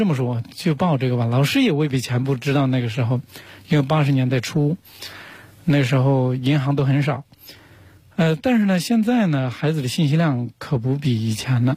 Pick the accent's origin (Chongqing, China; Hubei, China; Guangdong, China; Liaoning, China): Hubei, China; Huanggang; 我小时候在农村长大的，从那个湖北黄冈的一个农村出来。